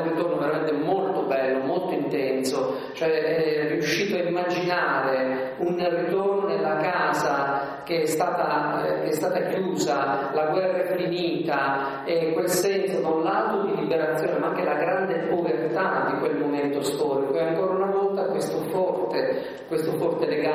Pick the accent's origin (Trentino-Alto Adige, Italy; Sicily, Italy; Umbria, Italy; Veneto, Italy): Sicily, Italy; io sono qui da 20 anni, sono siciliano